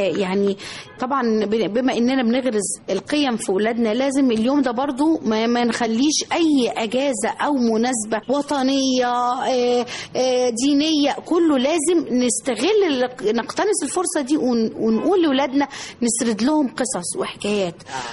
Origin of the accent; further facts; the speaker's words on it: Egypt; انا في اي مكان انا ببقى فخور ان انا اقول مصري.